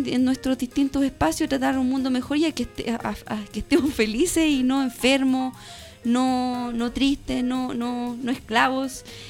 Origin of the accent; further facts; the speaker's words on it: Santiago, Santiago Metropolitan Region, Chile; porque yo soy mixta, vivo en el país, pero también soy originaria de Santiaguina